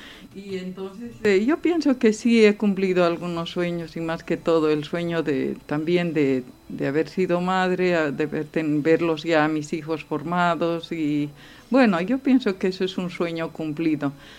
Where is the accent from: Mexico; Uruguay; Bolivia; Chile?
Bolivia; como yo soy de Bolivia, de pequeña me gustaba mucho la música española.